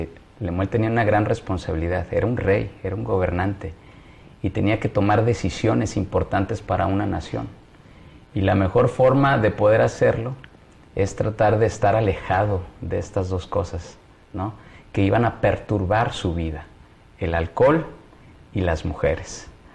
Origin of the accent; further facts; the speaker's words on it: Mexico; Y nosotros como mexicanos, lo que mamá dice, pues vale